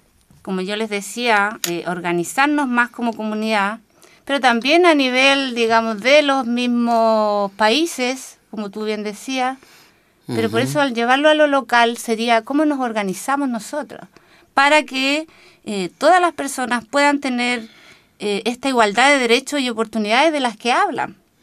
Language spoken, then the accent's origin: Spanish; Colbún, Maule, Chile; soy de Colbún, nací y criada, como nos gusta decir